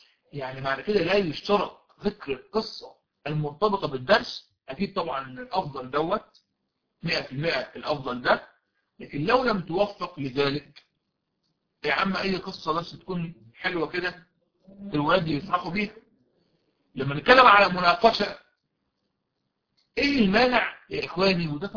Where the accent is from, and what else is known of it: Egypt